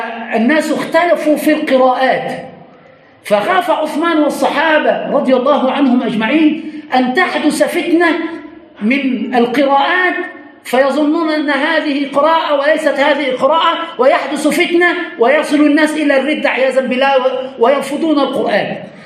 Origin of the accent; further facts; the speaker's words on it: Egypt; وعندنا في مصر نقرأ بقراءة حفص.